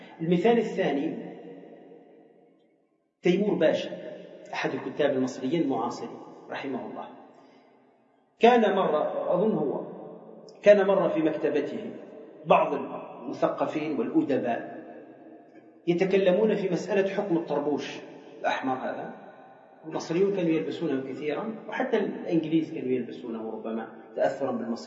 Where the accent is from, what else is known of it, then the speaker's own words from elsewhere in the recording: Tunisia; وإحنا عندنا في تونس نفس الشيء